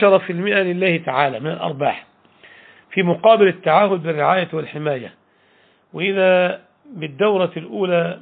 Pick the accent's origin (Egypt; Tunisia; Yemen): Egypt; Al Sharqia Governorate; يعني هذه البلدة نعرفها بجوار بلدتنا في الشرقية